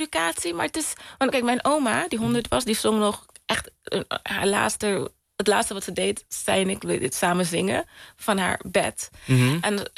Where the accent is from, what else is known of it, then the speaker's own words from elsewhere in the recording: Curaçao; also born or lived in Rotterdam; Ja, ik ben geboren in Rotterdam. Maar ik was heel erg... Ik was 5 toen ik naar... toen mijn familie naar de Antillen verhuisde... En dat was dus Curaçao.